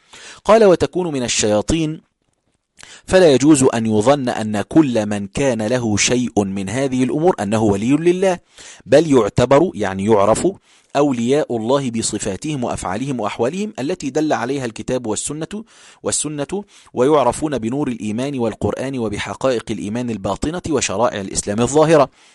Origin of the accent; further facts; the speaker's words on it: Egypt; المساجد اللي هي مشهورة عندنا في القاهرة أو حتى في الصعيد